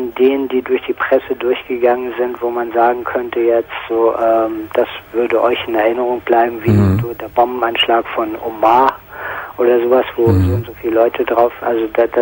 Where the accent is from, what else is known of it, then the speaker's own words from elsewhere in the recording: Ireland; now in Germany; Aber ich bin Ire.